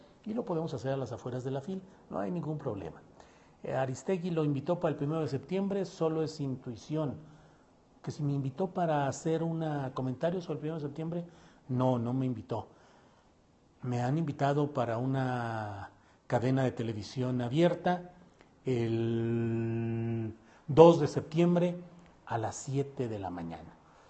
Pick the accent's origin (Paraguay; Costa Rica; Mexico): Mexico; San Luis Potosí; also born or lived in Torreón / Mexico City; me paso mis temporadas en la bella zona metropolitana de Guadalajara, pero nací en Torreón, Coahuila. Viví, crecí y tengo muchas cosas que hago en San Luis Potosí y también, desde luego, en la Ciudad de México.